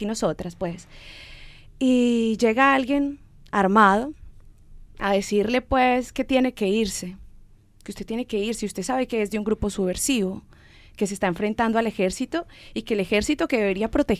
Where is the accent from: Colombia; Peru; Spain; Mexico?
Colombia; Como lo fue en una época que hubo en mi país, el tal llamado Plan Colombia